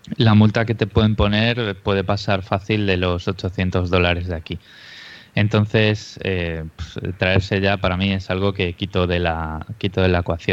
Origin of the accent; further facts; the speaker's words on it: Galicia, Spain; now in Australia; las patatas de Shinzo, que está cerca de Vigo, que es de donde soy yo, son muy, muy buenas.